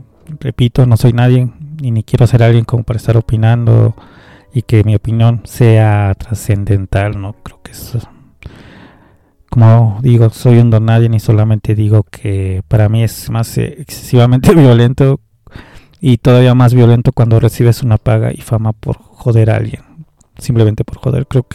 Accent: Mexico; Qué tan violentos podemos ser uno como hombre, como mexicano, como compa de barrio

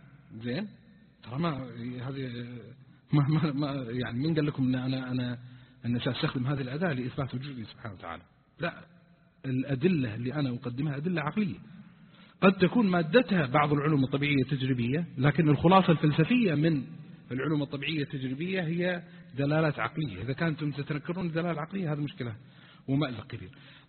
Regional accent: Eastern Province, Saudi Arabia; طبعا كانوا في الرياض وأنا جاي من الشرقية يعني أناقشهم وكذا، فقلت بيني وبينكم أنا جماعتي من الشرقية

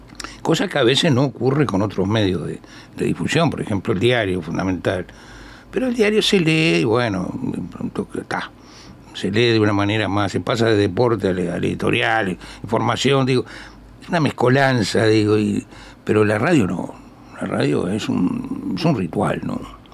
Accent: Montevideo, Uruguay; yo me crié en un barrio como todos. En el caso mío, yo soy del Gurullú, de la Ciudad Vieja. Criado en el buceo. Y después me fui a vivir a Palermo.

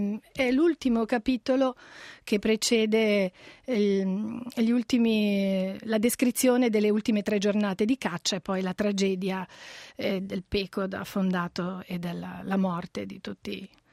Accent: Liguria, Italy; io appunto sono ligure, un po' anche di conterraneità gioca

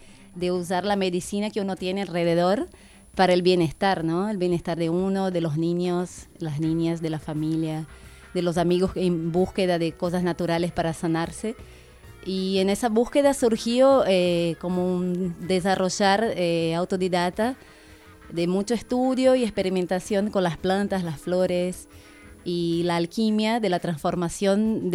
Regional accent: Brazil; moved away; Yo originalmente vengo de Brasil, de un linaje por parte de madre originario de Brasil, de bastante más amazónico.

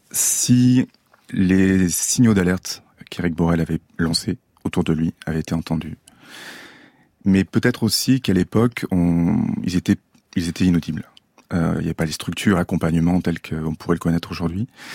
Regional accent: Toulon, Provence-Alpes-Côte d'Azur, France; Oui. J'ai grandi à Toulon, à côté.

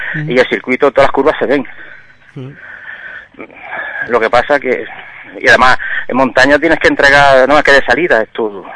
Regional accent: Almuñécar, Andalusia, Spain; also born or lived in Belgium; Yo nací en Bélgica, pero como mi padre, con 7 años, se vinieron a vivir aquí a Almuñaca. Ajá. Entonces llevo ya casi 50 años aquí. Entonces, pues, tengo la doble nacionalidad.

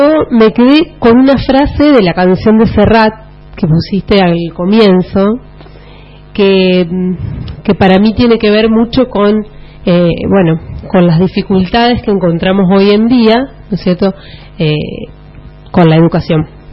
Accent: Santa Fe, Argentina; y también porque soy santafesina, trabajé en escuelas de la provincia de Santa Fe.

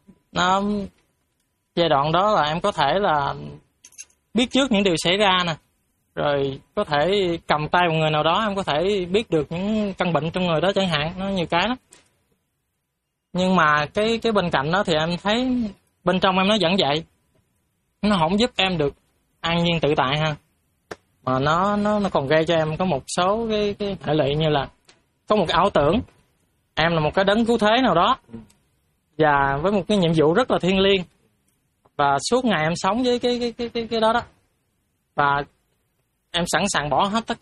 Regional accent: An Giang, Vietnam; em thì em đến ở An Giang. Em đến từ An Giang, ở miền Tây.

